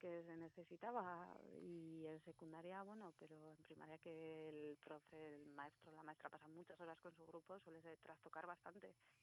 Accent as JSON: {"language": "Spanish", "region": "Basque Country", "country": "Spain", "first_language": "Basque", "second_language": "Spanish", "said": "Sí, alguno lo tengo así muy oxidado, pues euskera, mi lengua materna"}